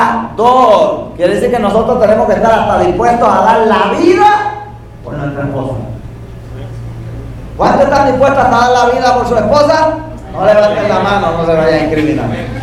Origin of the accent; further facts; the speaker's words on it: Yabucoa, Puerto Rico; crecimos en Yabucoa y nos quedamos en Yabucoa. Pero estuve en Mayagüez unos cuantos años, en el Colegio de Agricultura y Artes Mecánicas de Mayagüez, estudiando ingeniería